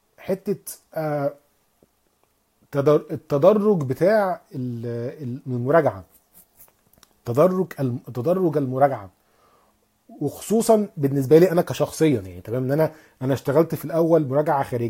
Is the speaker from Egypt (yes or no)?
yes; Alexandria, Alexandria Governorate, Egypt; ان انا اصلا من اسكندريه.